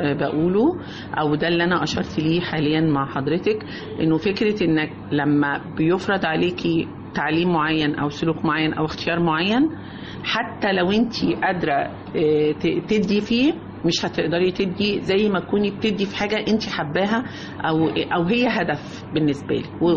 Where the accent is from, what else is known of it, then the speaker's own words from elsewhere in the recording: Cairo, Cairo Governorate, Egypt; يعني أنا من القاهرة